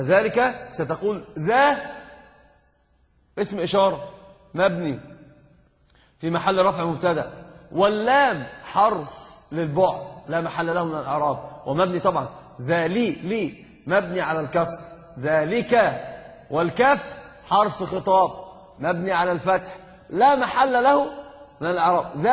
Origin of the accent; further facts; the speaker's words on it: Egypt; أنا قلت لك حتى عندنا في مصر يقول ذي ذي